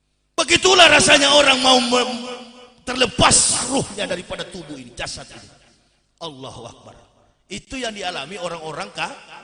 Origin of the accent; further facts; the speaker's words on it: Manado, North Sulawesi, Indonesia; Saya orang Manado, ceramah di Manado.